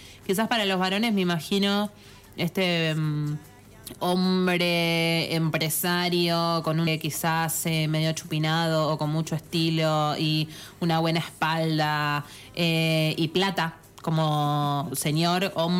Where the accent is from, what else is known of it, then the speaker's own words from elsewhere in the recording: Buenos Aires, Argentina; nosotros dejamos la ciudad, la vida hegemónica de vivir en la ciudad de Buenos Aires, los cuatro nos vinimos